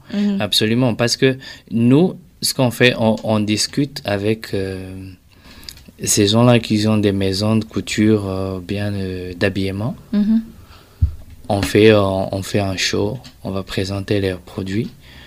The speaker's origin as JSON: {"language": "French", "country": "Burundi", "said": "Mais je dis une chose, en tant que Burundais et fier de l'être"}